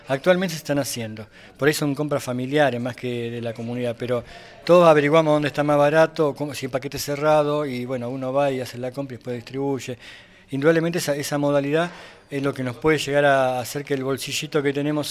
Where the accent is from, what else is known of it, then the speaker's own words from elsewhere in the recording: Mar del Plata, Buenos Aires Province, Argentina; Ah, vengo desde el mar, Mar del Plata.